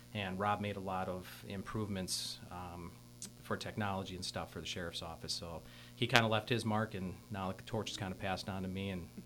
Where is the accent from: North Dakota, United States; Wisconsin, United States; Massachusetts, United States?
Wisconsin, United States; I'm actually very fortunate to be born and raised in Manitowoc County. My family has a very deep heritage here.